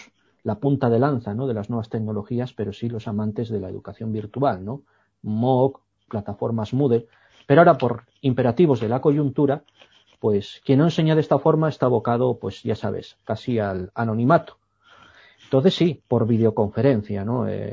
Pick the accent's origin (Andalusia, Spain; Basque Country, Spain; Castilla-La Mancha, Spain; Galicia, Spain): Basque Country, Spain; born there; Yo soy nacido en el País Vasco y aquí hay una tradición brujeril extraordinaria y soy hijo de padre nacido cerquita de Trasmoz